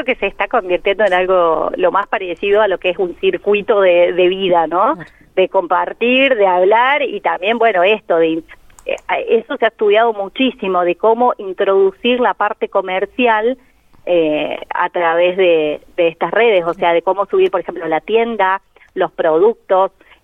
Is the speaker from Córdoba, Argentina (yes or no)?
yes; Córdoba, Argentina; now in La Pampa, Argentina; yo soy de Córdoba, apenas me vine a vivir acá, empecé a trabajar con redes sociales y esto ya hace 10 años.